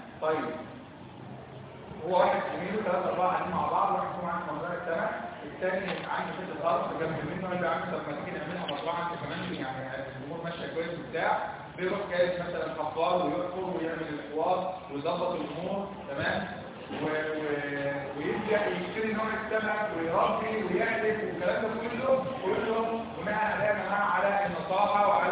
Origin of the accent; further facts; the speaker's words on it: Egypt; احنا عارفين ان احنا كلنا اللي احنا مصريين